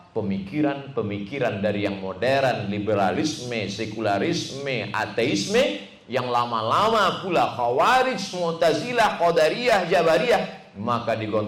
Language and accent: Indonesian; Sumatra, Indonesia; born there; Saya lahir di Sumatera sebagai orang Melayu tahun 77.